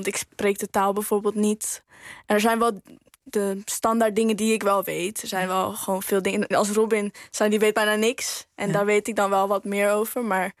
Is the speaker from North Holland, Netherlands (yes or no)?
no; Woerden, Utrecht, Netherlands